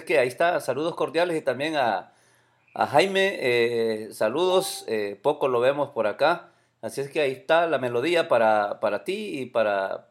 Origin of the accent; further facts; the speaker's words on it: El Salvador; Y todo, así como buen salvadoreño y en todo el país, todos los latinoamericanos comemos recalentado.